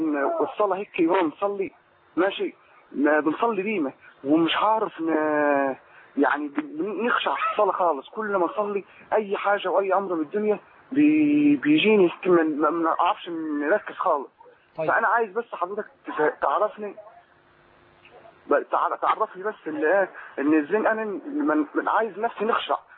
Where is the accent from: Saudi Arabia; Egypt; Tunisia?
Egypt; now in Libya; انا مصري وقاعد في ليبيا